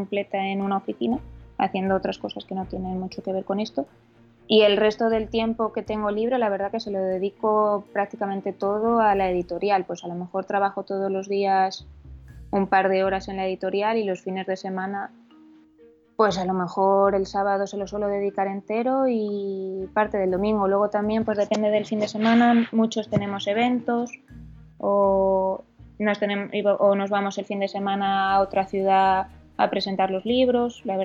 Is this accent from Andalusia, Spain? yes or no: no; Madrid, Community of Madrid, Spain; now in Asturias, Spain; donde nosotros vivimos es en Asturias, pero yo soy de Madrid